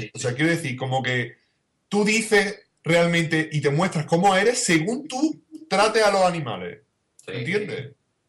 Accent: Spain; porque yo me considero español y de nacional nada.

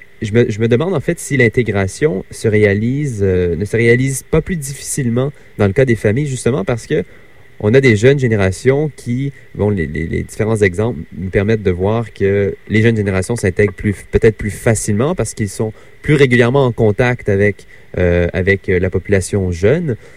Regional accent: Canada; en tant que Canadien, on se dit souvent que notre culture canadienne est un peu une coquille vide

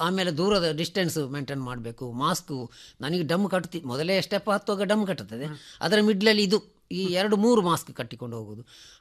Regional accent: Mangalore, Karnataka, India; ನಮ್ಮ ಮಂಗಳೂರು ಫುಡ್ಡು

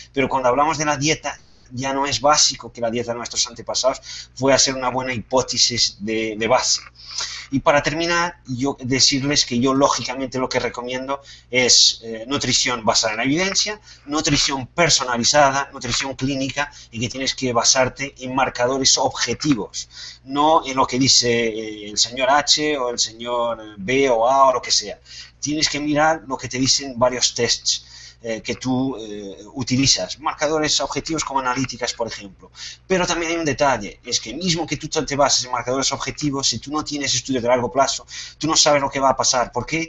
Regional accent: Portugal; Spanish is a second language; perdonen mi malo castellano, pero soy portugués.

